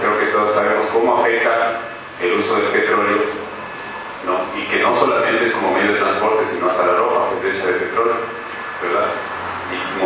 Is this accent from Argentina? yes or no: no; Quito, Pichincha, Ecuador; Soy del Ecuador, de la ciudad de Quito